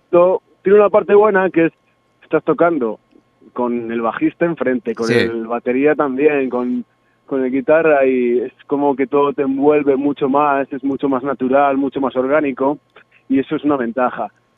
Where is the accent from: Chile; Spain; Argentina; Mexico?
Spain; Zamora, Castile and León; En primer lugar, porque somos de Zamora. En segundo lugar, porque sentimos y pensamos en castellano.